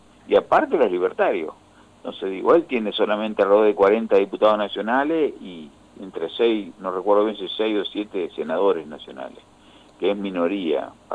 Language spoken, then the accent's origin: Spanish; Argentina; estoy muy preocupado como argentino, como militante